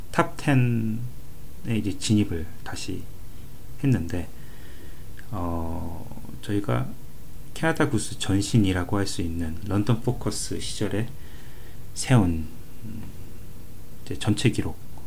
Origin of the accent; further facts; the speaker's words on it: South Korea; now in Canada; 아무래도 한국 사람으로서 또 이제 추석이 갖는 그 특별한 의미가 있으니까요.